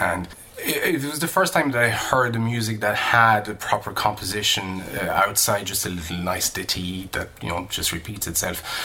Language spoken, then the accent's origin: English; France; I was born and raised in France and grew up in France.